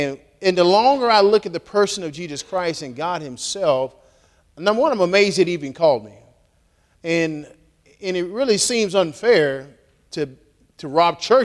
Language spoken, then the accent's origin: English; Texas, United States; I'm from Texas, so I guess it's coming out tonight.